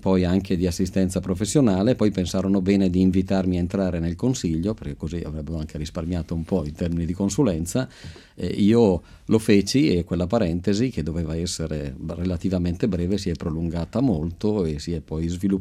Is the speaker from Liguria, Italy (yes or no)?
no; Montichiari, Lombardy, Italy; sono un bresciano di confine. Montichiari confina con la provincia di Brescia, quindi Castiglione delle Stiviere.